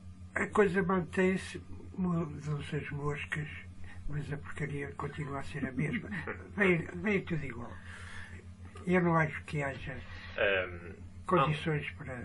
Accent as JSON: {"language": "Portuguese", "town": "Porto", "region": "Norte", "country": "Portugal", "tie": "born or raised there", "said": "Sou natural do Porto, mas a minha terra preferida, desde muito miúdo, é Coimbra."}